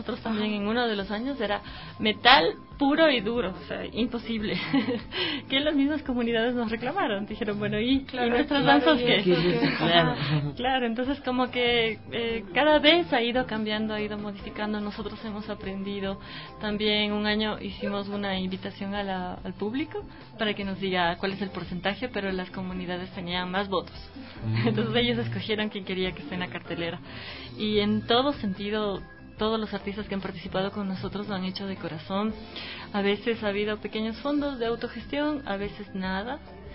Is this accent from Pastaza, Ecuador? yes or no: yes; Puyo, Pastaza, Ecuador; also born or lived in Riobamba; yo particularmente soy amazónica andina. Uh-huh. Nací en Riobamba y viví en el Puyo desde que tengo 2 años.